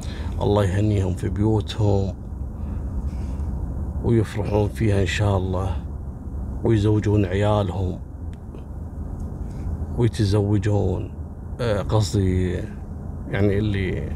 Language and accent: Arabic; Kuwait; عندنا في الكويت